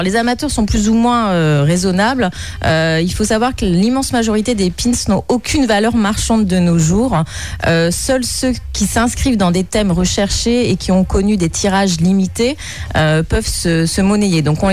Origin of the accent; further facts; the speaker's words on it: France; Donc c'est vraiment en 87 que chez nous en France